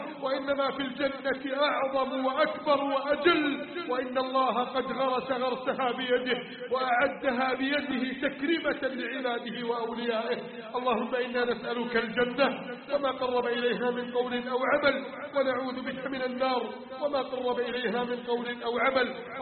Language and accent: Arabic; Egypt; بلدنا مصر